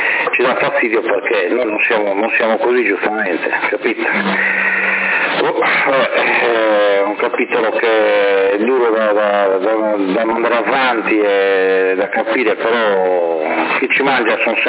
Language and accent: Italian; Sardinia, Italy; io non sono italiano, io non mi reputo un italiano, io sono nato in questa terra, mi reputo sardo, ma non italiano.